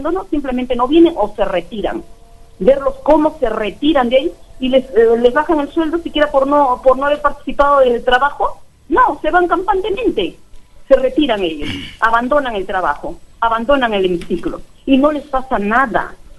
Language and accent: Spanish; Trujillo, La Libertad, Peru; yo soy trujillana, pero el trabajo me ha tocado por la sierra